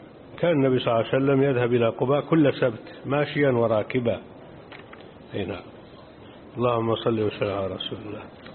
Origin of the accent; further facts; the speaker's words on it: Jordan; وعندنا في الأردن إذا أضاع أحدنا شيئا أو سرق منه